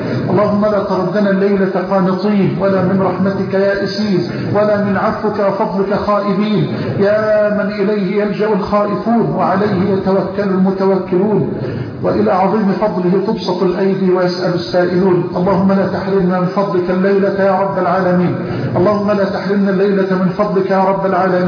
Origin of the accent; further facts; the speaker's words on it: Egypt; اللهم اجعل بلدنا مصر راحة للأمن والأمان